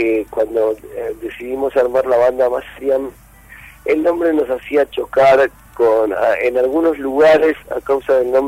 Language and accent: Spanish; Mar del Plata, Buenos Aires Province, Argentina; now in Buenos Aires, Argentina; así que nos vinimos de Mar del Plata para acá